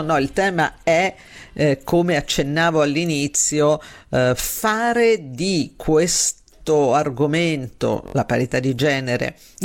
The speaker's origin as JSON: {"language": "Italian", "town": "Sabaudia", "region": "Lazio", "country": "Italy", "tie": "born or raised there", "said": "me ne andrò, come quasi tutti gli anni, sulla spiaggia del mio paese, a Sabaudia"}